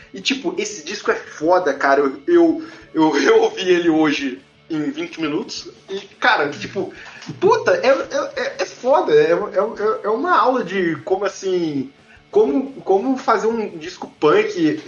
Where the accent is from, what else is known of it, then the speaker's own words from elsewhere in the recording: Vitória, Espírito Santo, Brazil; born there; Eu sou nascido em Vitória, Espírito Santo. E lá é pior um pouco, porque as pessoas não pagam pau pras bandas, mas as pessoas manjam as bandas, tá ligado?